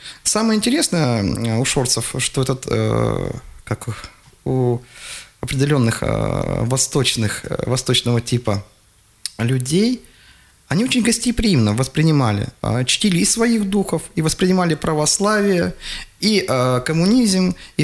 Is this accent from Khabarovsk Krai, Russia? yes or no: no; Kemerovo Oblast, Russia; я родом из Горной Шории, то есть это, что такое Горная Шория? Это юг Кузбасса